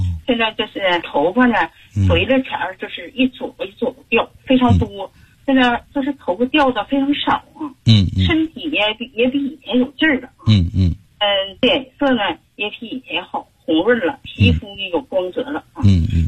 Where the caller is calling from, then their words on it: Heilongjiang, China; 就是天一冷，我们黑龙江这边呢，气候一变化